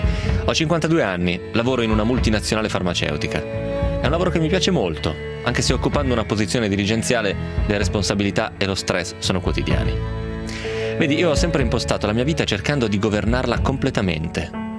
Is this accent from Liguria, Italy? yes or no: no; Romentino, Piedmont, Italy; L'abbiamo già detto Margherita, siamo dello stesso paese, perché il nepotismo esiste, giusto? Per quel motivo lì, che sei proprio di Romentino.